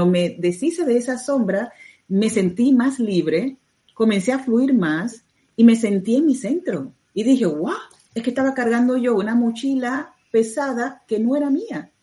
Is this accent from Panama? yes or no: yes; Panama; Yo soy de Latinoamérica, soy de Panamá, entonces para nosotros como que es muy normal